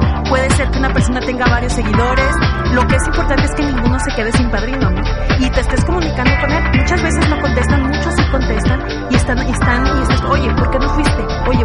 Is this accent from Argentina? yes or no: no; Mexico; nos falta como mexicanos, como cultura, como sociedad, esa parte